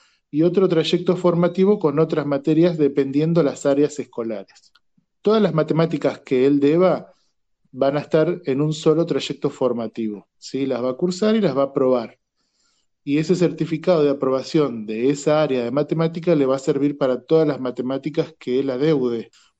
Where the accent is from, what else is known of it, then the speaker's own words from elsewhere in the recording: Buenos Aires Province, Argentina; Yo soy de provincia de Buenos Aires